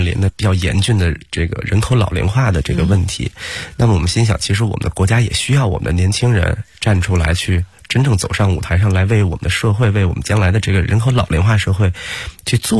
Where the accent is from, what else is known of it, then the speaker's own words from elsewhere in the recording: China; 我们其实作为中国人